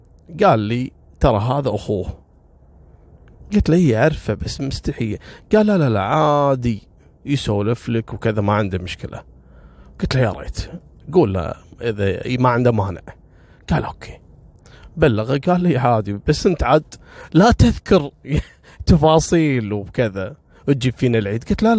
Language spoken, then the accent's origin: Arabic; Kuwait; ترى خصوصا جنسية لبنانية ما هم كثير عندنا في الكويت يعني